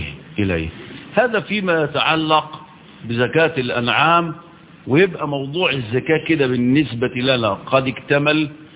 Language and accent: Arabic; Egypt; عندنا في مصر